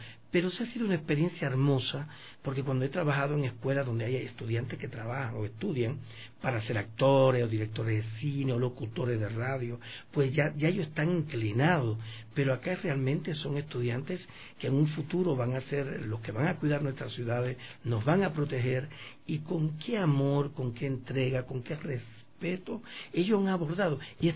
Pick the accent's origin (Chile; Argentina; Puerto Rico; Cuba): Cuba; Yo les digo, por ejemplo, en mi país, en Cuba, yo formar un actor, una obra de teatro